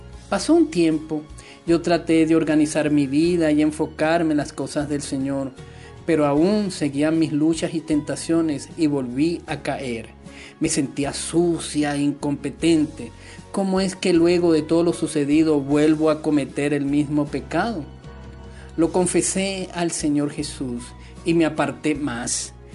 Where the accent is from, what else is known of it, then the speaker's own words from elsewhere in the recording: Dominican Republic; montaña más alta del Caribe, que según tengo entendido es en República Dominicana, que se encuentra en mi país